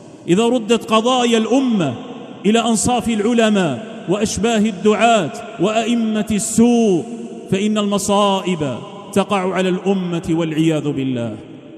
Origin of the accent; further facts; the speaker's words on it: Algeria; النعمة التي من الله بها علينا في بلادنا الجزائر هي من الله عز وجل